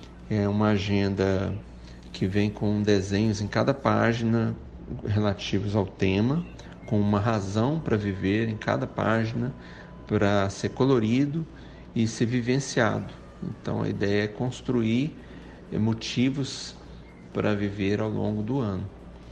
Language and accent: Portuguese; Goiânia, Goiás, Brazil; Eu sou goiano, de Goiânia.